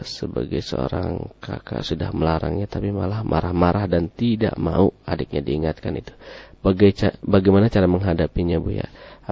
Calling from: Tegal, Central Java, Indonesia; Saya dari Tegal, alhamdulillah, mau bertanya.

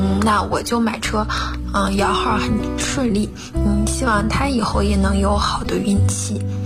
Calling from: Beijing, China; 大家好，我是来自北京的

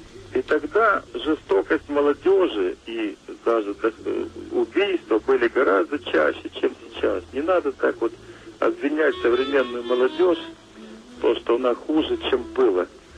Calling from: Yekaterinburg, Sverdlovsk Oblast, Russia; Я из Екатеринбурга звоню.

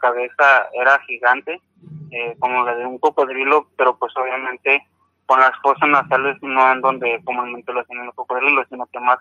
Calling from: Nogales, Sonora, Mexico; Sí, buenas noches, hablo de Nogales, Son

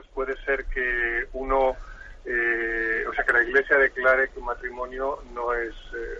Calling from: Madrid, Community of Madrid, Spain; de Madrid.

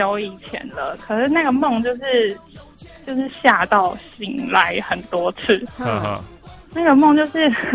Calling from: Taoyuan, Taiwan; 我是桃园的

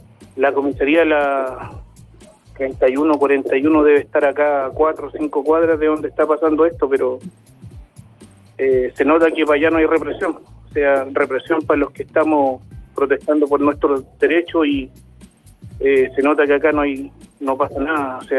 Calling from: San Ramón, Santiago Metropolitan, Chile; somos de acá, de San Ramón, la población La Bandera

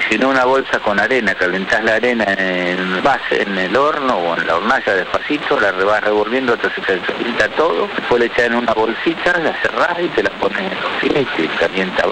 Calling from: Caballito, Buenos Aires, Argentina; de Caballito

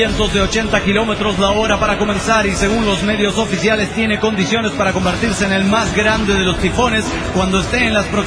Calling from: Guanajuato, Mexico; de Guanajuato, México.

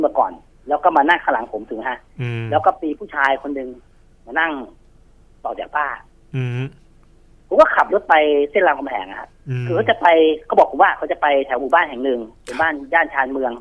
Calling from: Bangkok, Thailand; แถวย่านบางกะปิแล้วไงครับผม

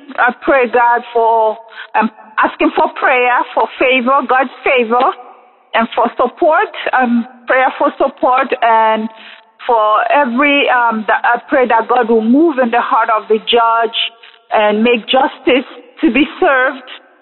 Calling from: Texas, United States; I am calling from Texas.

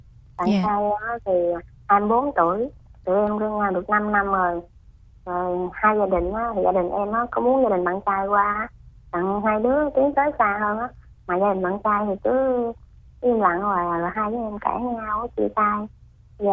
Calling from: Dong Thap, Vietnam; em gọi tới từ Đồng Tháp.

